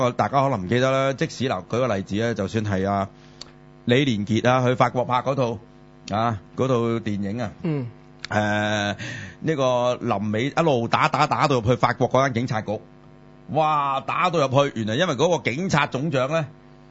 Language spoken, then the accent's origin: Cantonese; Hong Kong; 就因為兩套都係我哋香港人有份演嘅啫